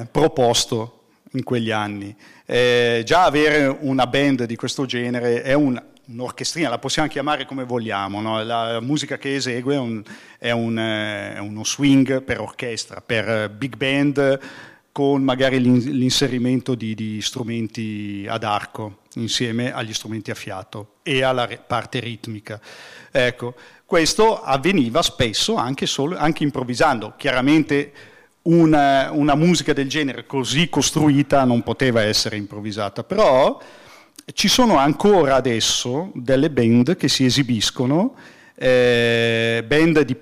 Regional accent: Como, Lombardy, Italy; La serata è stata fatta nelle mie ex zone, io sono comasco

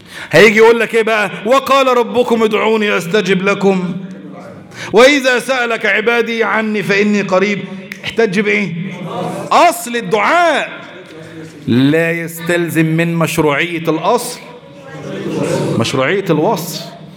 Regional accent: Egypt; احنا دلوقتي عندنا في مصر

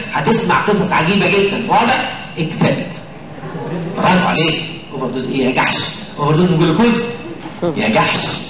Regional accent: Egypt; اهو ده نطع اللي احنا بنترجمها عندنا في مصر انه نطع. هلك المتنطعون. المصريين كلهم كده.

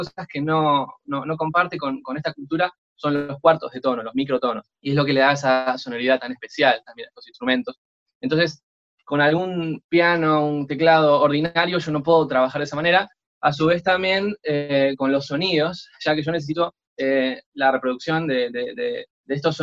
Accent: Argentina; Yo llego justo el día que cierran la frontera en mi país, en Argentina, llego un día antes.

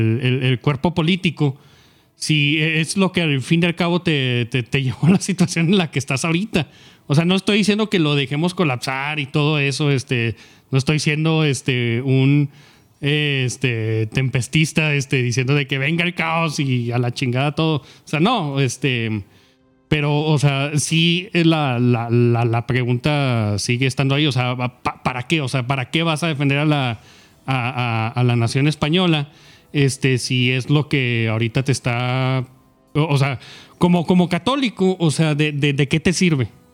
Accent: Mexico; como mexicano soy un poco más cínico al respecto

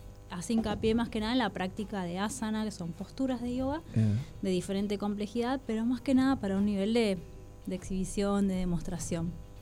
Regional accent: Mar del Plata, Buenos Aires Province, Argentina; Yo soy de Mar del Plata y corría en la costa y después me fui a estudiar a La Plata.

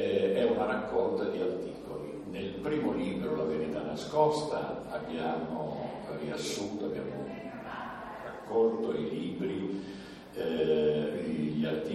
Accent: Turin, Piedmont, Italy; now in Collalbo, Italy; sono un immigrato. Sono qui da 13 anni e vengo da Torino e ho avuto la grande fortuna di trovare un paese dove vivere e dove mi trovo veramente molto a mio agio, che è Collalbo.

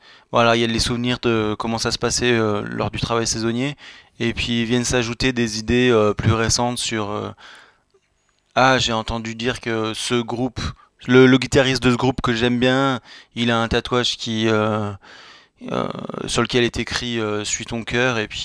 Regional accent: Crest, Auvergne-Rhône-Alpes, France; accent: Drôme valley; j'ai un accent de Cré, la Drôme, la vallée de la Drôme.

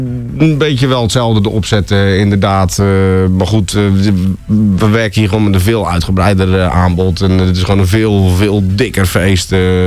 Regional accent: Zeeland, Netherlands; Zeeland, waar ik vandaan kom, die daarmee begon. En ja, zo. Zeeland, ja. Ja, ik ben een Zeeuw.

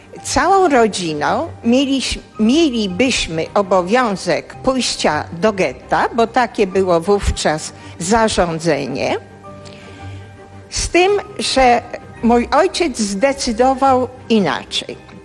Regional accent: Warsaw, Masovian Voivodeship, Poland; born there; A gdyby tak cofnąć się do początku, to urodziłam się w Warszawie. W Warszawie na warszawskim Żoliborzu.

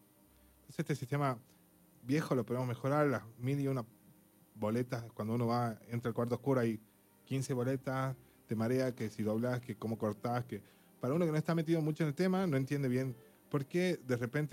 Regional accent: Argentina; ¿A dónde estamos y a dónde llegamos o qué vamos a hacer como argentinos?

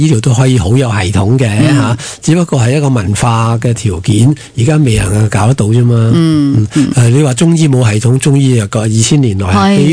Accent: Hong Kong; 呢个就系我哋香港人即系嗰种咁嘅心态

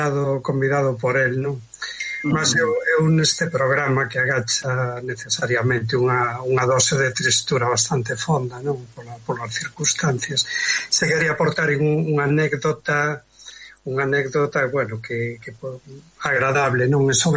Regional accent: Galicia, Spain; eu son da costa, son de Pollo, de Pontevedra, pero síntome limiado polos catro costados, daba esa limia porque levo moito tempo por ali.

